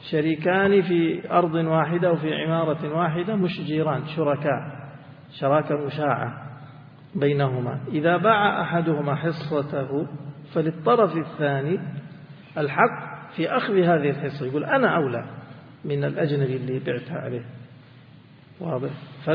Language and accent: Arabic; Mecca, Makkah Province, Saudi Arabia; وعندنا في مكة أجياد السد